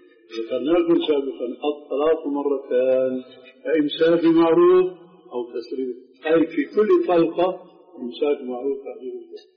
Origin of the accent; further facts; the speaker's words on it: Damascus, Damascus Governorate, Syria; عندنا في دمشق في أربعة محاريب